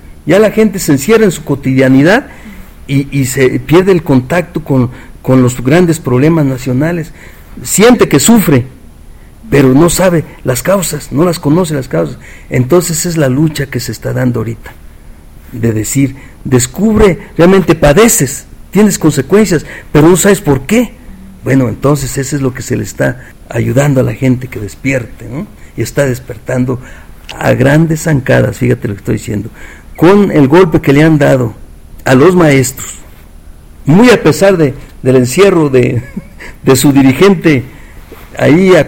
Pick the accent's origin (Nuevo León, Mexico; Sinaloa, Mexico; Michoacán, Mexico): Michoacán, Mexico; now in Mexico City, Mexico; aunque yo soy provinciano, soy michoacano, pero aquí he forjado mi vida profesional